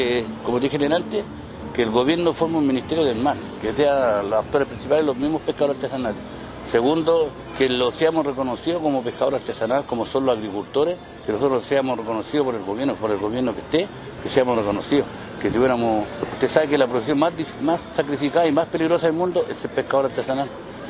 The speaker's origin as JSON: {"language": "Spanish", "country": "Chile", "said": "para nosotros poder seguir laborando nosotros como chilenos"}